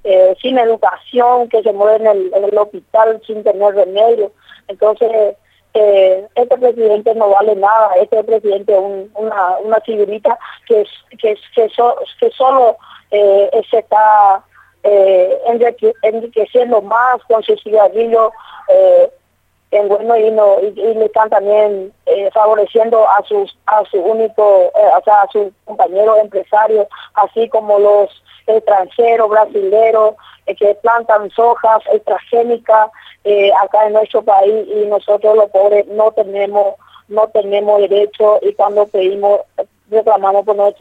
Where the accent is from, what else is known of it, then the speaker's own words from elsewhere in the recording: Paraguay; Nosotros como paraguayos, como campesinos, somos productores de mandioca, maíz, poroto